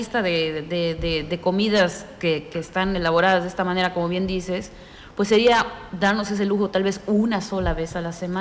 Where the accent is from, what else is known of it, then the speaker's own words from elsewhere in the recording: Mexico; nosotros como buenos mexicanos, pues tenemos costumbres muy arraigadas